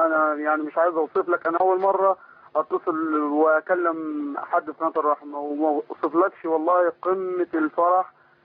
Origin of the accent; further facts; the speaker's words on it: Egypt; moved away as an adult; now in Libya; انا مصري بس بشتغل في ليبيا